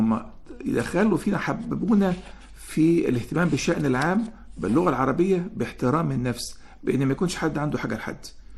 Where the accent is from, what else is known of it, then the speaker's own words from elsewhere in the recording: Egypt; طرق التدريب أو التعليم عندنا في مصر ما بتكشفش المواهب